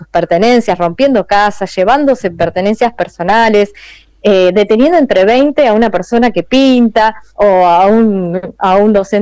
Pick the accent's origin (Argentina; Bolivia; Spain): Argentina; Andalgalá, Catamarca; soy de Andalgalá, soy de la Asamblea, estoy en este momento fuera de Andalgalá